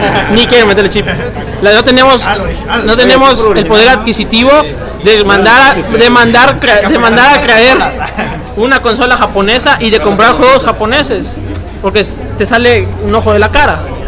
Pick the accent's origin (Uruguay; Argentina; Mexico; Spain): Mexico; Aquí nosotros pues somos mexicanos, o sea, somos de América.